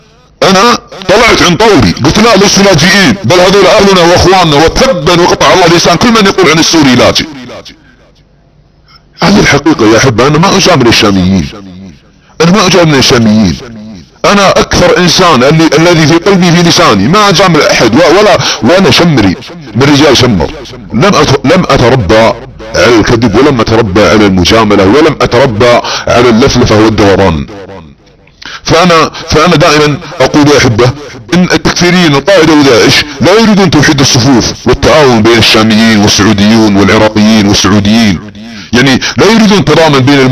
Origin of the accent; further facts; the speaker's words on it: Saudi Arabia; يعني انا كسعودي وكمحب لوطني وفي عنقي بيع لولاة امر وحكامي على السعود، ودافع عن شعبنا وعن وطننا، ونحن السعوديون نتعرض لاكبر هجمة تكفيرية على بلادنا